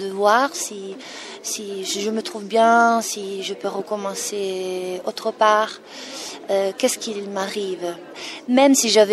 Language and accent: French; Italy; accent: Italian; French is a second language; moved away as an adult; now in France; en France, en étant arrivée à 33 ans, j'avais pas la possibilité vraiment d'enlever mon accent qui est très fort, et donc je pouvais simplement faire les italiennes